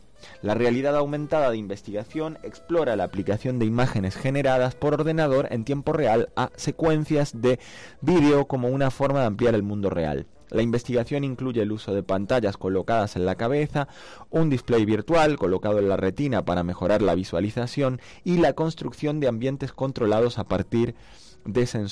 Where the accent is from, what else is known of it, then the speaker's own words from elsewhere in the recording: Argentina; Soy argentino